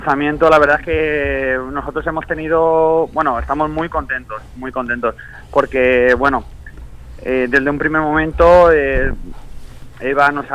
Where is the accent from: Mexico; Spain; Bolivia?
Spain; Manises, Valencian Community; somos un grupo, voy a decir, casi de la misma ciudad, del mismo pueblo, de que bueno, muchos lo conoceréis por el aeropuerto de Manises, y nada, y bueno, quitando de un importado que tenemos de Valencia capital, pues el resto somos de ahí